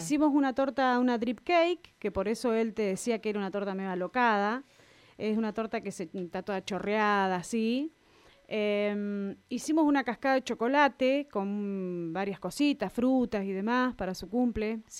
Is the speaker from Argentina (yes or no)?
yes; Miguel Riglos, La Pampa, Argentina; also born or lived in Tomás Manuel de Anchorena; Nacida, criada hasta los 9 años en Tomás Manuel de Anchorena y hasta después me vine a Miguel Riglos a poder tener un secundario y demás que en la localidad no había. Nos trasladamos con mi familia a Miguel Riglos.